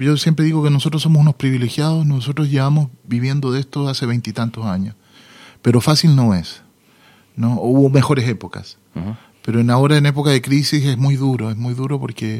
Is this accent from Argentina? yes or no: no; Chile; Entonces yo crecí entre chilenos que añoraban poder volver a su tierra